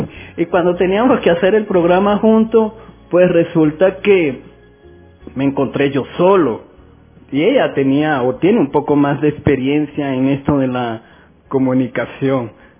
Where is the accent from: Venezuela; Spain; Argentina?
Venezuela; Pero cuando la adquirió, se inundó el país, los edificios, toda Caracas. Y así somos los venezolanos, es nuestra forma, nuestra manera de ser, nuestra idiosincrasia.